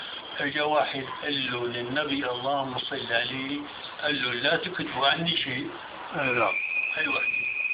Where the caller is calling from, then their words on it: Saudi Arabia; أنا أسمع من السعودية